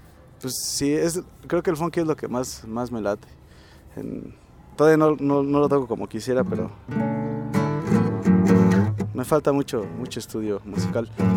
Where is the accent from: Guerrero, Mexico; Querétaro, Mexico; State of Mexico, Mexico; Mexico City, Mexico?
State of Mexico, Mexico; al menos en las escuelas del Estado de México estamos muy mal, o sea, yo soy del Estado de México